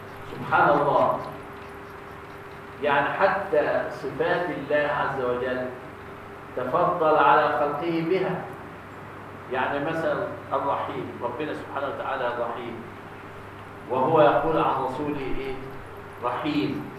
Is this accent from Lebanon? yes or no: no; Egypt; النصف الاخير عندنا في مصر غير النصف الاخير في ماليزيا